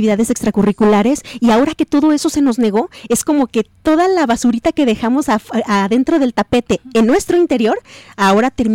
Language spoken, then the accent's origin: Spanish; Mexico; Regularmente los mexicanos estamos impuestos a solucionar las cosas como podamos en el momento presente.